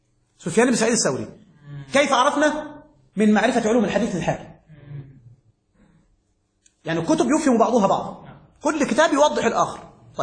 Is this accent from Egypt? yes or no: yes; Egypt; مات بالإسكندرية عندنا في مصر